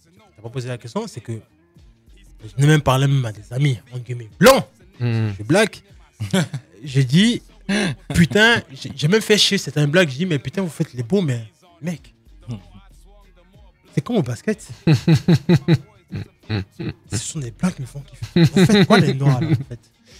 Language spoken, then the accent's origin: French; Côte d’Ivoire; now in France; Moi, j'ai grandi au Bled. Ok, je suis arrivé en 2000.